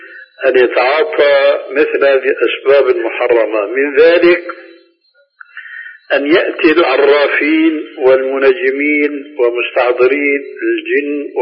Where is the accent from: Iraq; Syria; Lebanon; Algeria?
Syria; كما يقولون عندنا في سوريا